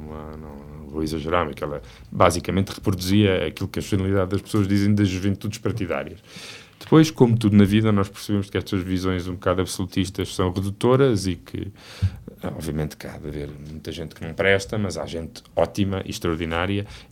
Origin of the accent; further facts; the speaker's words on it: Figueira da Foz, Coimbra, Portugal; also born or lived in Lisbon; apesar da minha família ser toda de Santarém, eles radicaram-se na Figueira da Foz e eu passei quase toda a minha vida na Figueira da Foz.